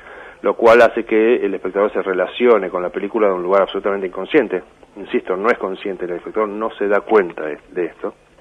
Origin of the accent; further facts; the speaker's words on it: Tucumán, Argentina; Yo iba mucho al cine cuando era chico en Tucumán.